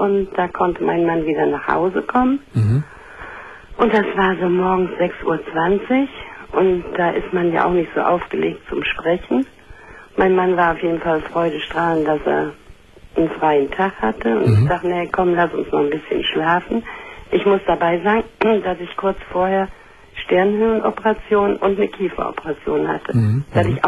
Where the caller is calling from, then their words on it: Gummersbach, North Rhine-Westphalia, Germany; Ja, ich rufe von Gummersbach.